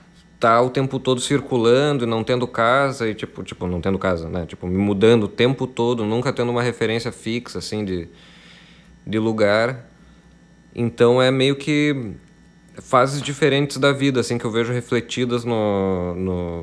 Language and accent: Portuguese; Passo Fundo, Rio Grande do Sul, Brazil; Ele fala muito sobre a cidade da onde eu vim, que é Passo Fundo, né? cidade onde eu cresci e tal, e fui embora dela com 19 anos para mudar Porto Alegre.